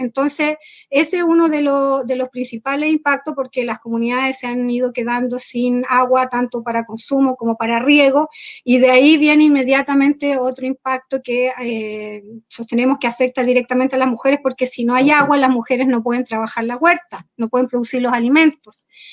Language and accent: Spanish; Freire, Araucanía, Chile; soy del territorio de Freire, cerca de Temuco, acá en la región de la Araucanía, pero hace 7 años vivo en territorio Lafkenche, que es el territorio donde viven los mapuches, cerca de la costa.